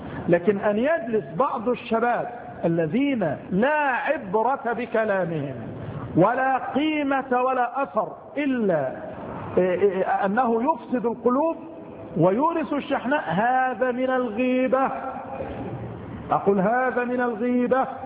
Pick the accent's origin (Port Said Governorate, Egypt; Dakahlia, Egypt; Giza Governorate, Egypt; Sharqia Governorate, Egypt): Dakahlia, Egypt; Mansoura; إحدى البلدان عندنا في المنصورة المسجد يمتلئ عن آخره